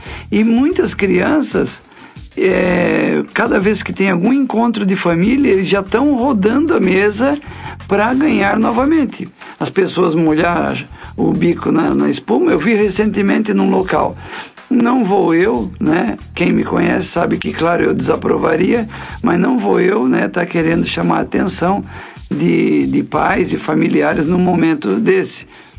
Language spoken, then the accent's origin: Portuguese; Balneário Piçarras, Santa Catarina, Brazil; Eu sou nascido e criado aqui em Balneário Piçarras, né?